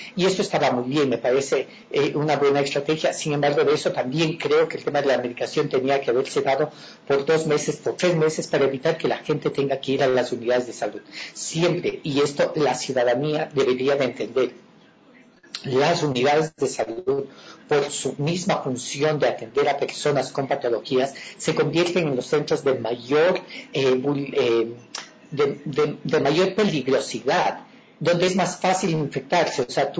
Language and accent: Spanish; Ecuador; como ciudadanía, como ecuatorianos, como ciudadanos universales